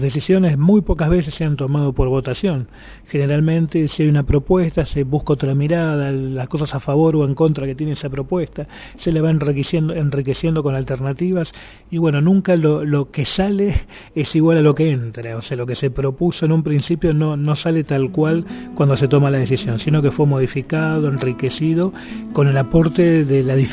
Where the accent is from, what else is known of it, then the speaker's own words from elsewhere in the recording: Argentina; soy occidental, europeo, soy argentino, pero soy europeo, ¿no? Hablo un idioma europeo, desciendo de europeos. Tengo una educación europea